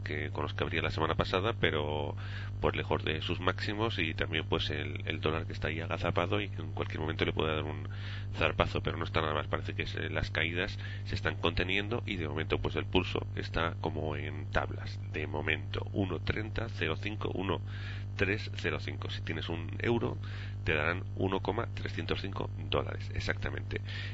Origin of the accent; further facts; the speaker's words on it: Huesca, Aragon, Spain; now in Canary Islands, Spain; Llevo mucho tiempo fuera de Huesca, soy de Huesca, pero bueno, me pilla ya un poco lejos